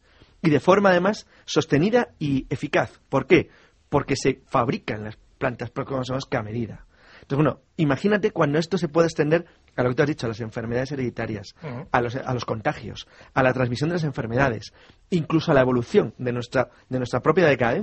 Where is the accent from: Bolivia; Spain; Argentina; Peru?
Spain; los españoles somos muy bocazas